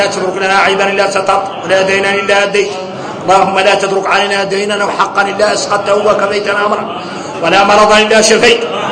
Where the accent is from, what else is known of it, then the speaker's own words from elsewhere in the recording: Mauritania; نحن موريتاني عندنا الأحوال عندنا الأحوال